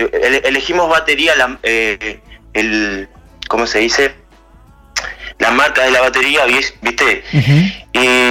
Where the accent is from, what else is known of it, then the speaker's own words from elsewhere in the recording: Rivera, Uruguay; Yo soy de Rivera.